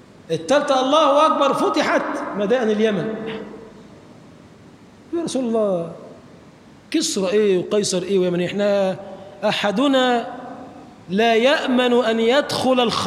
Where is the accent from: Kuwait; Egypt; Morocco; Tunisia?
Egypt; اللهم اجعل بلدنا مصر بلدا آمنا مطمئنا سخاء رخاء